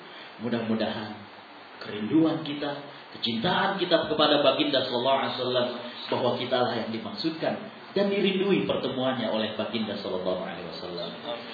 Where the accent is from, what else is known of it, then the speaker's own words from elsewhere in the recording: Jakarta, Indonesia; born there; anak kelahiran Jakarta 2 Agustus tahun 76.